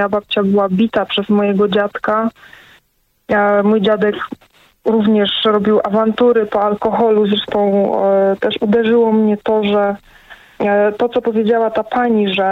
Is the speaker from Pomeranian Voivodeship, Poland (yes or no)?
no; Katowice, Silesian Voivodeship, Poland; Ja jestem z Katowic, więc tam to tutaj się to działo.